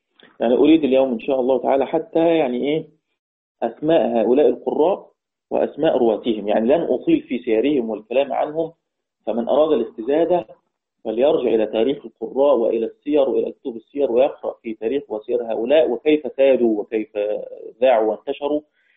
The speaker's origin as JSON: {"language": "Arabic", "country": "Egypt", "said": "كحفص عندنا في مصر"}